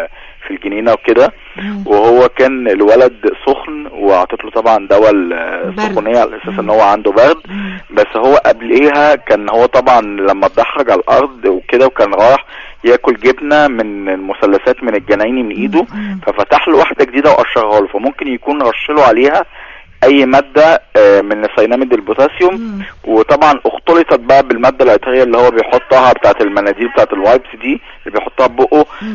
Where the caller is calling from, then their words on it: Alexandria, Alexandria Governorate, Egypt; من اسكندريه